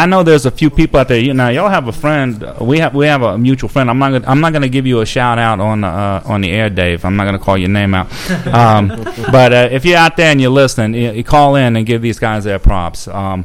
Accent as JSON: {"language": "English", "region": "Gulf Coast", "country": "United States", "tie": "born or raised there", "said": "I'm 45 years old. I'm a little bit older than y'all. And I, you know, I grew up on the Gulf Coast"}